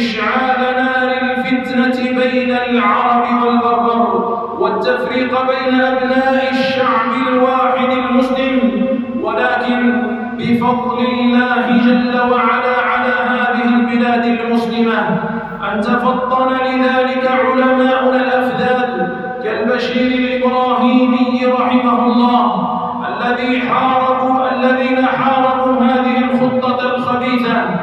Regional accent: Algeria; نراها تستغل أوضاع بلادنا الجزائر

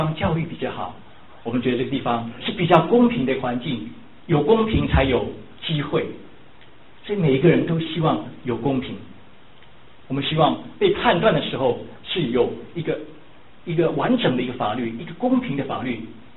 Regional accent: Taiwan; 比如说我们来自台湾

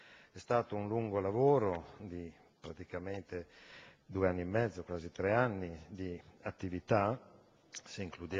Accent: Bologna, Emilia-Romagna, Italy; io vengo dalla città di Bologna

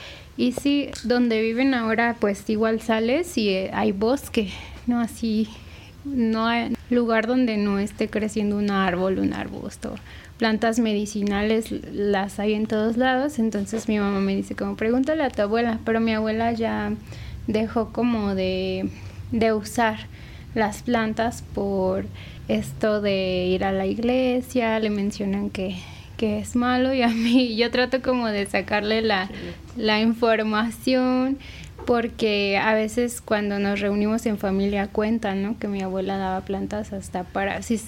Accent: Mexico City, Mexico; Yo crecí en Coajimalpa, aquí en la Ciudad de México, es en la zona poniente, y pues siempre hace mucho frío allá, hay mucho bosque, hay mucha agua, montañas, ¿no? Lugares que son muy húmedos y fríos.

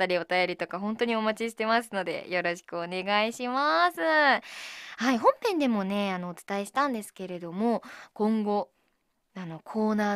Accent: Miyagi, Japan; 私宮城出身っては言ってるんですけど、そこまでこう訛りが強い場所にいたわけじゃないので、ちょっと訛りわかんないんですよね

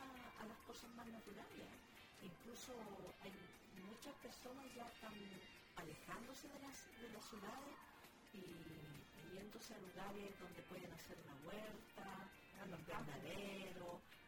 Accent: Coelemu, Ñuble, Chile; Cuando niña, yo estuve en Coelemo y ahí sí que sea frío. En el verano mucho calor y en el invierno, pero era de esas heladas que tú las bateas y se han escarchado.

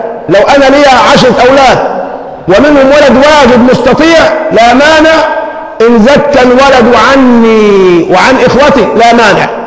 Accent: Egypt; ونحن كمصريين على المستوى العام عندنا عاطفة دياشة، وكأهل بلد عندنا عاطفة مع السذاجة.

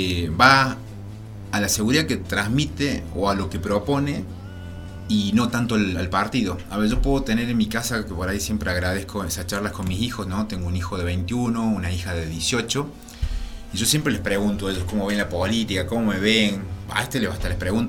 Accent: Mina Clavero, Córdoba, Argentina; lo que a mí me movilizó era hacer algo por mi pueblo, por mi lugar.

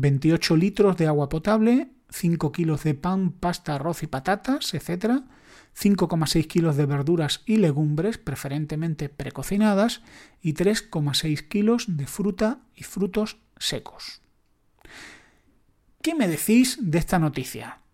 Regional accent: Spain; en mi país, España

